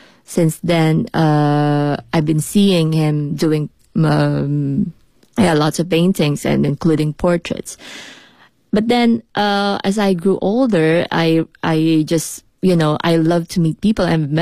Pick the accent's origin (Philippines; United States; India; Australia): Philippines; now in China; I'm an artist from the Philippines. And yes, I'm here in Beijing to promote my my show. But actually, I've been living here for like 4 years now.